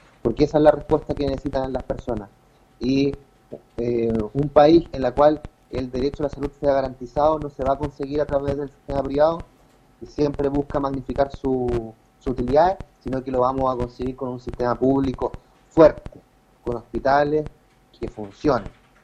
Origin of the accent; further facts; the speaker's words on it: Chile; como sociedad chilena tenemos que ser capaces de levantar un proyecto político en salud